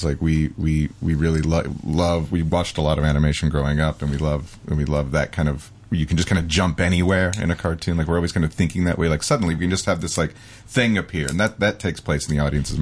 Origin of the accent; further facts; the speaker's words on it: Albuquerque, New Mexico, United States; We grew up in Albuquerque, New Mexico